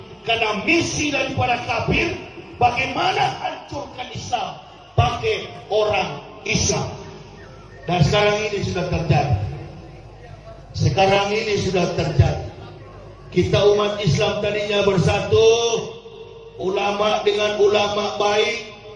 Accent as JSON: {"language": "Indonesian", "region": "Sulawesi", "country": "Indonesia", "said": "Daerah Palu itu saya paling tahu karena saya orang Sulawesi."}